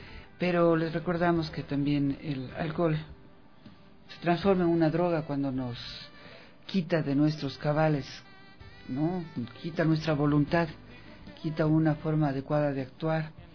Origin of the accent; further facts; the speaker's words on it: Ecuador; Para nosotros, los ecuatorianos, no importa si somos quiteños o de dónde seamos